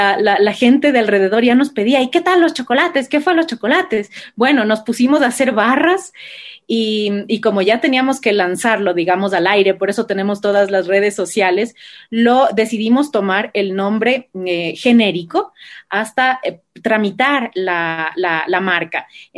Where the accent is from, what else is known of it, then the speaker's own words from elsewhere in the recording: Ecuador; desde ponernos la camiseta como ecuatorianos y como embajadores de nuestro chocolate.